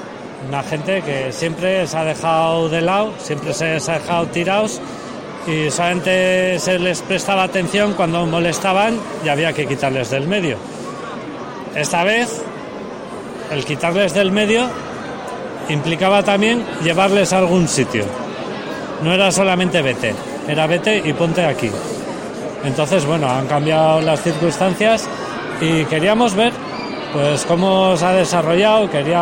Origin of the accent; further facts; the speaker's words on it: Basque Country, Spain; calderero del Goierri.